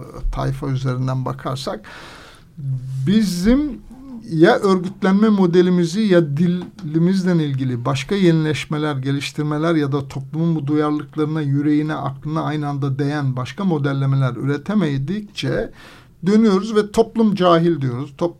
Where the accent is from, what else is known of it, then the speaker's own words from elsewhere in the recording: Anatolia, Turkey; Yani ben Anadolu'nun bir kasabasında doğup büyüdüm. 2000 nüfuslu, hala da nüfusu işte 2000 civarında.